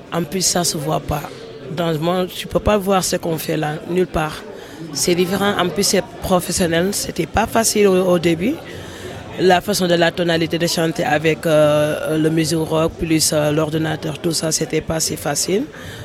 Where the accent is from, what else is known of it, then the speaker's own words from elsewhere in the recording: Senegal; je suis du Sénégal. Et voilà, j'explique.